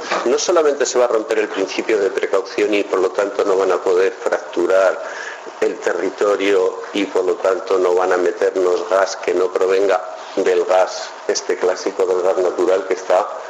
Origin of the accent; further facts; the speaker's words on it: Castile and León, Spain; En mi tierra, que soy de Tierra de Campos, de Salamanca, de Sevilla, digo de Salamanca, perdón, Tierra de Campos se le llama